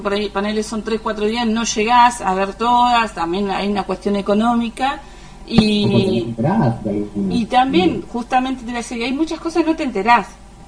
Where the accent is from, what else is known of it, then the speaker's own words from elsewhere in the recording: Patagonia, Argentina; a mí me pasa que yo soy de la Patagonia, soy del sur.